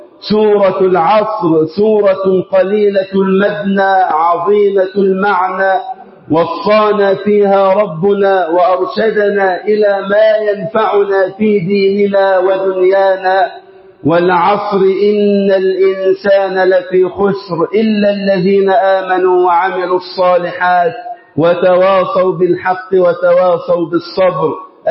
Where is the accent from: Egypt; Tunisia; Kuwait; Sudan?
Egypt; اللهم اجعل بلدنا مصر أمنا أمانا